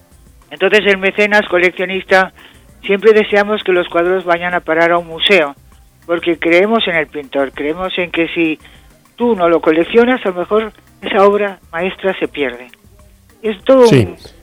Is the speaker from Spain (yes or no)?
yes; Spain; no solamente porque soy española y están en España